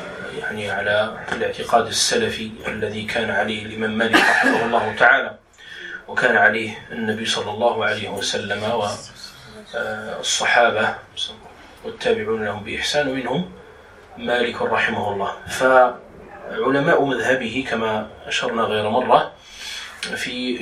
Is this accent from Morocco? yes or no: yes; Morocco; وهو المعروف عندنا بالخز، يعني في دارجتنا المغربية نقول الخز لهذا الطحلب وما على شاكلته.